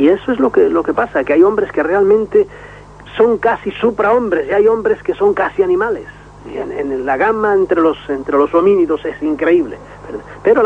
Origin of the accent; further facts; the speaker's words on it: Galicia, Spain; parece que tengo algún acentito, pero nada, soy gallego químicamente puro.